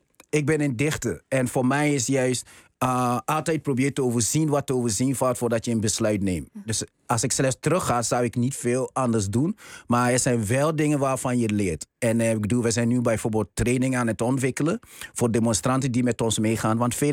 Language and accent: Dutch; Amsterdam, North Holland, Netherlands; Ik kom uit Amsterdam, Bijlmer.